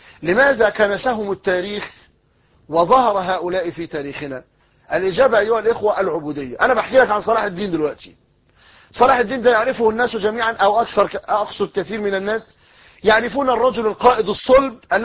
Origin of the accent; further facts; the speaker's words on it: Egypt; المثل الدارج عندنا في مصر يقول لك غرق في شبر مية